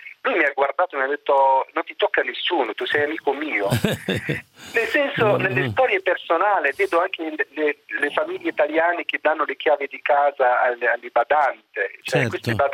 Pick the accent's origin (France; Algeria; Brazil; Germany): Algeria; Italian is a second language; Adesso parlo da algerino.